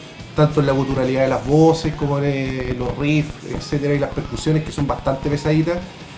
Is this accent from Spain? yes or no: no; Chile; nosotros lo catalogamos como metal chileno.